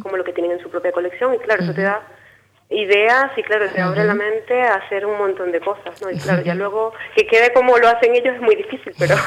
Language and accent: Spanish; Venezuela; De Venezuela.